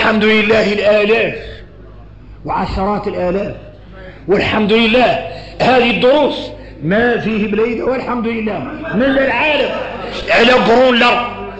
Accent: Mauritania; اني موريتاني

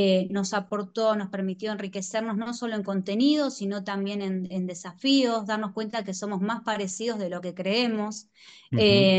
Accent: Buenos Aires Province, Argentina; los que somos bonaerenses

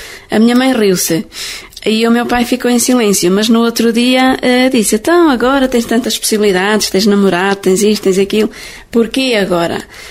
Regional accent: Leiria, Portugal; Eu sou de Leiria, diocese de Leiria, da paróquia de Monte Redondo.

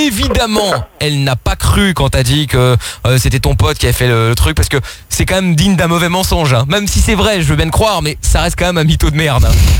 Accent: Belgium; born there; Alors je travaille en France, donc je suis pour la France, mais je suis né en Belgique, donc je suis pour la Belgique, mais à côté de ça je suis portugais, donc je suis pour le Portugal.

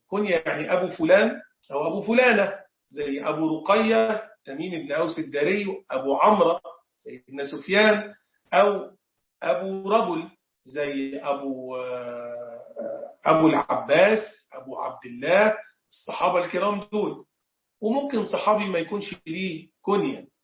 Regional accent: Egypt; زي حالاتي كده، أنا مصري، فمن شرف المصريين إن في صحابة زاروا مصر.

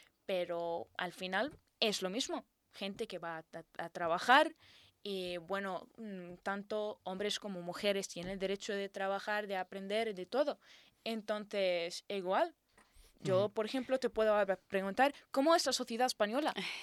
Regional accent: Jordan; toda la gente me pregunta, ¿de dónde eres? Y yo digo, de Jordania.

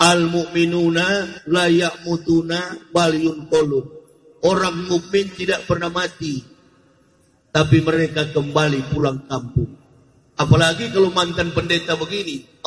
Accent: Manado, North Sulawesi, Indonesia; born there

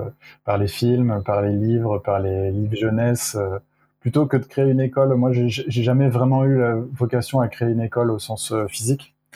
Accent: Provence-Alpes-Côte d'Azur, France; also born or lived in Lyon, France; now in Brittany, France; Moi, j'ai grandi dans le sud-est. Je suis né à Lyon et j'ai grandi dans le sud-est, donc vraiment en Provence avec le soleil et les orangers et les oliviers, quoi.

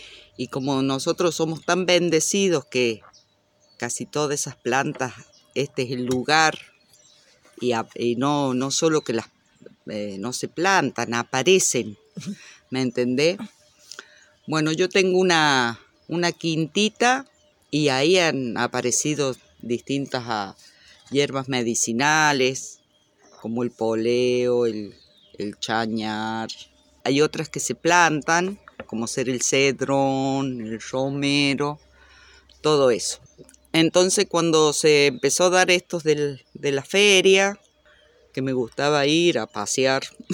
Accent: Luyaba, Córdoba, Argentina; Yo soy de Luyaba de toda la vida.

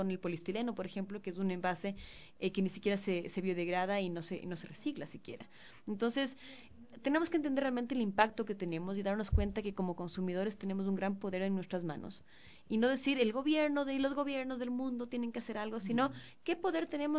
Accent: Ecuador; nosotros como ecuatorianos somos una cultura que consume

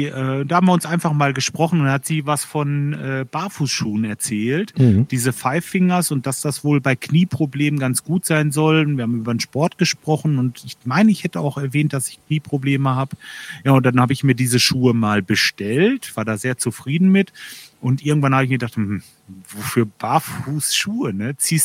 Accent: Lemgo, North Rhine-Westphalia, Germany; also born or lived in Bad Salzuflen; Ja, ursprünglich aus Lemgo. Geboren bin ich in Bad Salzuflen, dann in Lemgo groß geworden und jetzt wohne ich im Kalletal. Im kleinen Örtchen Kalle, das ist eigentlich so die südlichste Spitze vom Kalletal.

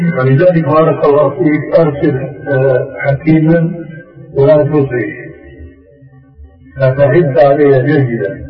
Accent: Syria; يقولوا عندنا في سوريا عين ما بتقاوم ما اختلت

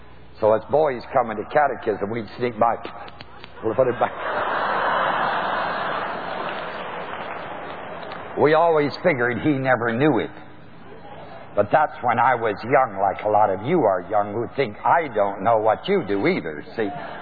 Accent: New Knoxville, Ohio, United States; I think Dr. L.H. Kunst, under whom I was raised in New Knoxville, was a man of God.

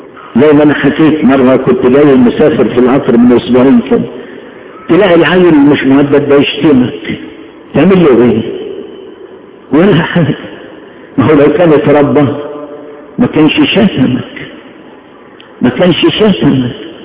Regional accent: Egypt; نحن بلدنا اعظم بلد في الدنيا، اعظم بلد، وياما اتكلمت وهتكلم على بلدنا مصر، اعظم بلد

